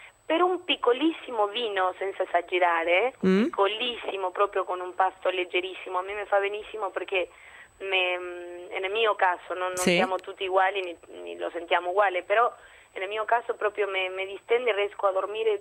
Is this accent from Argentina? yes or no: yes; Argentina; now in Italy; nel mio caso che vado spessissimo nel mio paese, in Argentina